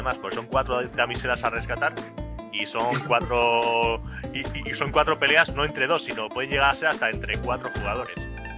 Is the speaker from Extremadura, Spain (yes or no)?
yes; Plasencia, Extremadura, Spain; now in Madrid, Spain; Yo soy de Plasencia, de Cáceres, pero vivo en Madrid recientemente